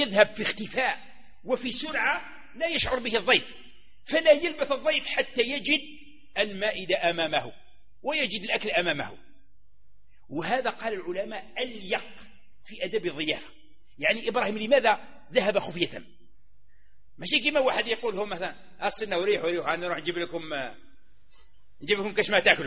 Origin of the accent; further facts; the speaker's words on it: Algeria; احنا عندنا في الصحراء ولا عندنا في غرب الجزائر